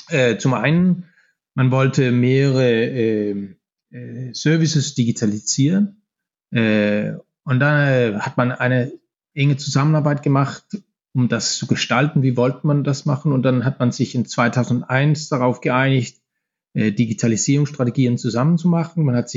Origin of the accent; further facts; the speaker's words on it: Denmark; German is a second language; Ich bin aus Dänemark.